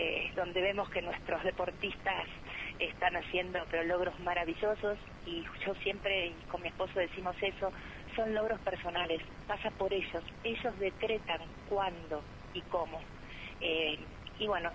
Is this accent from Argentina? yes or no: yes; Argentina; Somos argentinos. No pertenecemos a ningún espacio político, somos argentinos.